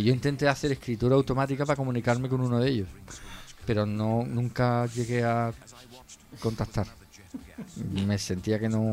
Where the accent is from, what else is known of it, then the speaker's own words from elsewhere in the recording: Jerez, Andalusia, Spain; En 1980 tenía yo 15 años. Lo compré en La Escalerilla. Los que soy de Jerez lo sabéis dónde está.